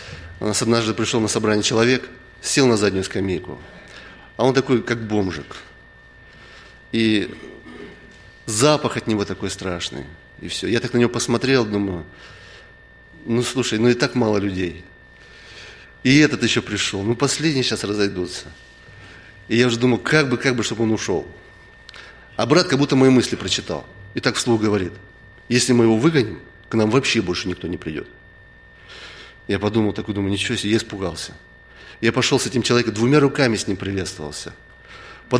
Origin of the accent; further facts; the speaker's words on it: Blagoveshchensk, Amur Oblast, Russia; Там с церкви, откуда я приехал, с Дальнего Востока, в Благовещенске, там никогда не было глухонемых.